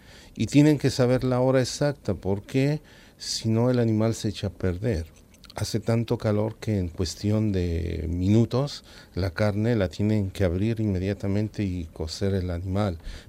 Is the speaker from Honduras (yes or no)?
no; Mexico; Bueno, en mi país hay una cultura